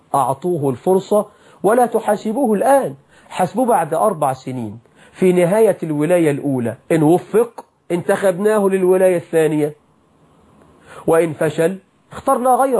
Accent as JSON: {"language": "Arabic", "country": "Egypt", "said": "يا راجل عندنا في مصر مناجم ذهب، مناجم ذهب."}